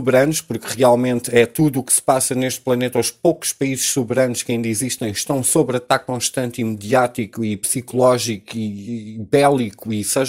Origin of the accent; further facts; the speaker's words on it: Portugal; nós até como portugueses vamos ter que pagar